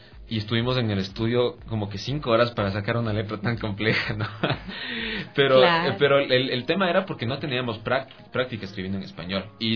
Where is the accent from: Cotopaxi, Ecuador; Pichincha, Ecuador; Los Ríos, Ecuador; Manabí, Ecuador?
Cotopaxi, Ecuador; Latacunga; Yo soy de Cotopaxi, soy de la Tacunga de por ahí. Entonces, sí, de hecho recién nomás llegué acá.